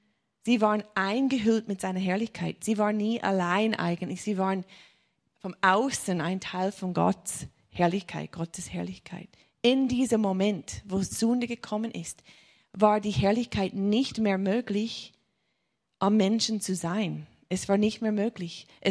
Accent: United States; accent: American; German is a second language; Ich komme ursprünglich aus den USA, darum habe ich ein komisches Akzent. Ich spreche nur dieses Deutsch, was ich jetzt spreche. Das ist nicht richtig Deutsch, aber es ist ein bisschen Amerikaner-Schweizer-Hochdeutsch.

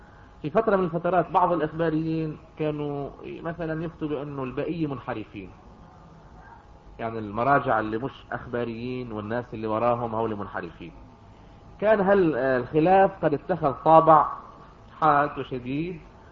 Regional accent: Yater, Nabatieh Governorate, Lebanon; بدي اقول لكم قصة حدث بها شخص فلاح متواضع من قريتنا من ياطر

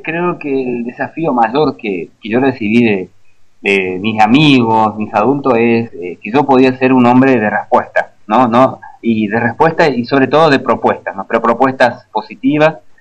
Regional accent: Corrientes, Argentina; now in Uruguay; yo soy correntino, de sangre guaraní, y estamos viviendo acá, nuestros niños son uruguayos.

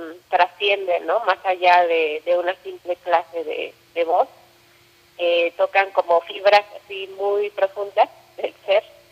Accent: Mexico; moved away; Yo me fui de México hace 12 años, me fui de México.

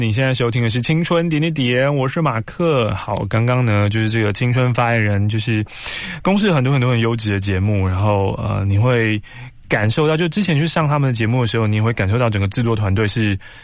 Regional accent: Taiwan; 就是身为一个台湾人，就我们就是随便惯

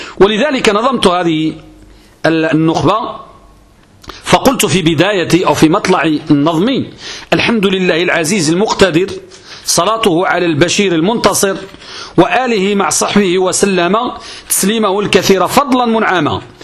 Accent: Morocco; كترتيب التدريس المعروف عندنا بالمغرب

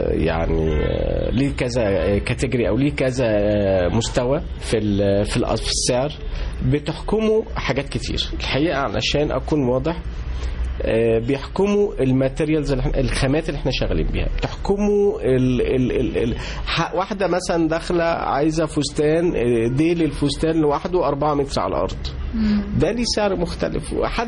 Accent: Egypt; وإحنا عندنا في مصر كمية بنات وناس بيشتغلوا في الهاند ميد رهيبة

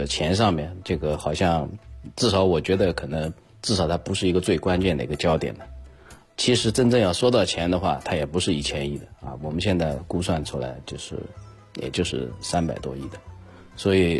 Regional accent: China; 我们学到的科学知识都是西方人的，绝大部分是西方人的，我们中国人的贡献应该说非常少的。

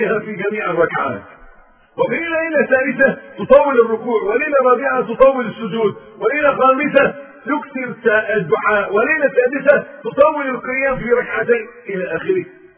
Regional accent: Egypt; كانت في كلمة تلقائية بتاعتنا كمصريين

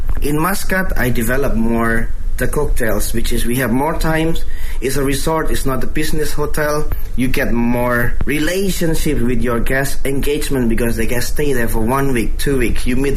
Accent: Indonesia; born or raised there

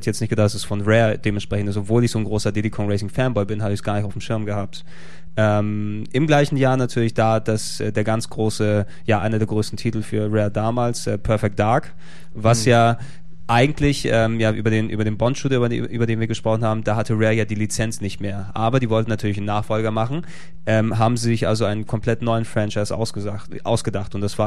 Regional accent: Greece; Ich bin Grieche, was soll ich sagen?

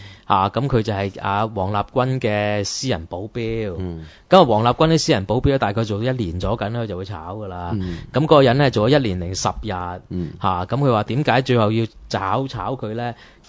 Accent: Hong Kong; 即系我哋香港人听我话黐线咩咁啊咁啊

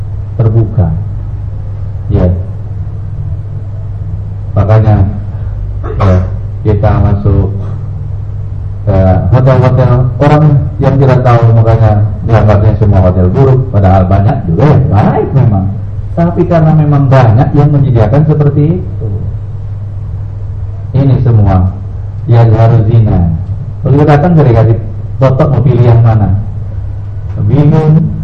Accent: Jakarta, Indonesia; Saya orang Jakarta bilangnya lancitan dulu.

